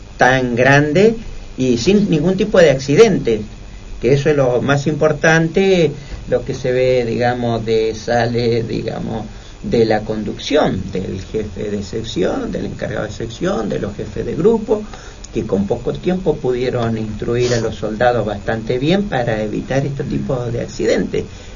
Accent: Maquinchao, Río Negro, Argentina; now in Avellaneda, Argentina; Hoy vengo de Avellaneda y soy de Río Negro.

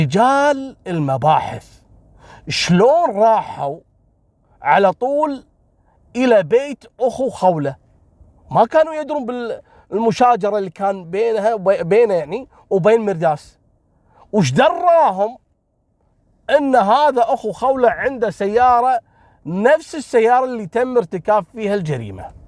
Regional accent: Kuwait

